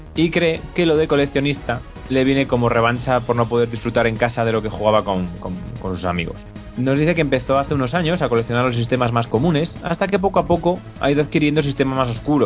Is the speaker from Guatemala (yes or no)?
no; Spain; habiendo cosas de por medio, según somos españoles